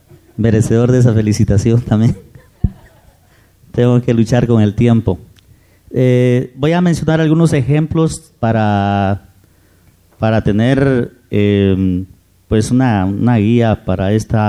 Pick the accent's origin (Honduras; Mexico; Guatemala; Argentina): Guatemala; Petén; yo vengo de la República de Petén, ¿verdad? Realmente es un territorio bastante, bueno, hasta hace poco era siempre casi desligado del gobierno central.